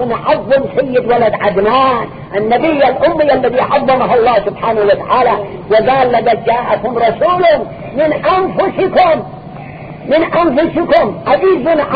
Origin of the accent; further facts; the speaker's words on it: Yemen; احنا نكون من اليمن بأجمعه